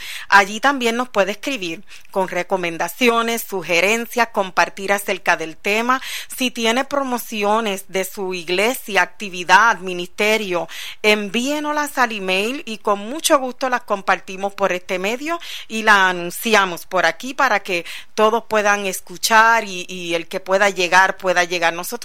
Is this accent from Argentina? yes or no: no; Puerto Rico; somos ministros ordenados en Puerto Rico como pastores, y venimos desde Puerto Rico.